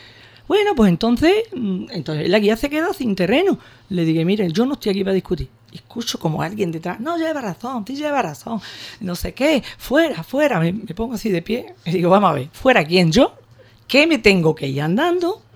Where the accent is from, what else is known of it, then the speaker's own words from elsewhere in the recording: Ubrique, Andalusia, Spain; Nada más, siempre agradecida a mi pueblo, de verdad.